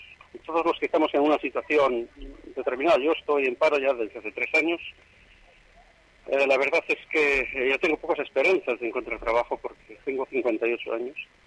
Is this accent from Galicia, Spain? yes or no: no; Valladolid, Castile and León, Spain; Sí, soy de aquí de Valladolid.